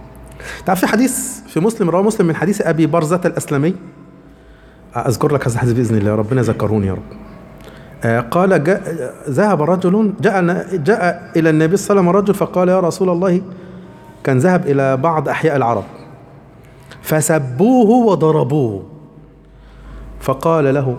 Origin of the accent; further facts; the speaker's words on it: Egypt; لان انا مصري